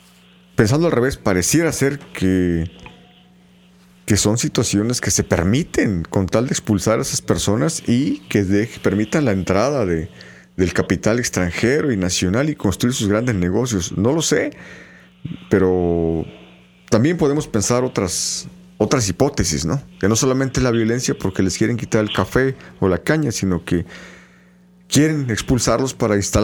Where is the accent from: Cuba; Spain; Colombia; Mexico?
Mexico; Yo creo que tendríamos como mexicanos que reflexionar